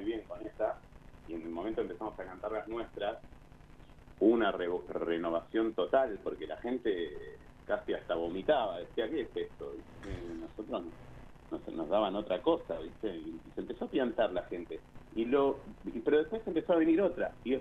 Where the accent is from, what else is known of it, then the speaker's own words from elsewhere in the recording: Buenos Aires, Argentina; Y nosotros, como porteños, sentíamos que éramos más rockeros, más punk que los punk